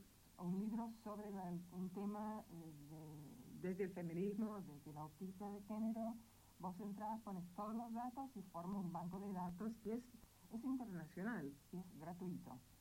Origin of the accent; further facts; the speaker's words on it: Texas, United States; also born or lived in Panama; Bueno, después mi papá se jubiló y se mudaron a un lugar en Texas, desde donde es mi mamá. Mi papá, del estado de Washington. Así, no soy de ninguna ciudad. Soy de Texas, digamos.